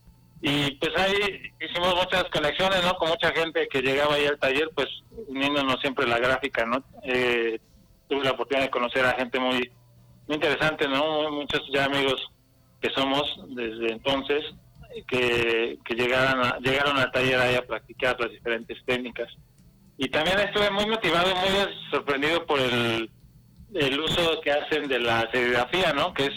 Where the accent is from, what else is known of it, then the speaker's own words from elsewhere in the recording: Mexico; now in California, United States; como pues mexicano allá de inicio en California, pues sí, fue todo un cambio de vida